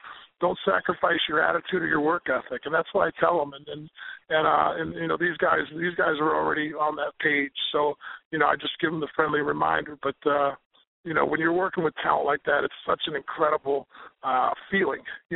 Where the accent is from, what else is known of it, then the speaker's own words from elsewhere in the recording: United States; I'm an American kid that got brought up on football and baseball here.